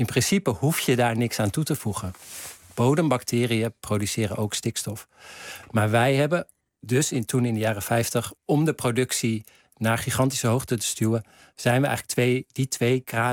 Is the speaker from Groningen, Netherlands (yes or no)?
yes; Groningen, Netherlands; Ik kom uit Groningen. Mijn vader nam me vaak mee naar de dijk.